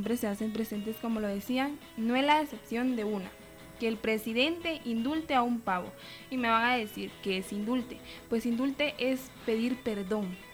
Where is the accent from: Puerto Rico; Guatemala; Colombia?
Guatemala; pero como guatemaltecos ocupamos cualquier oportunidad para poder reunirnos con nuestras familias.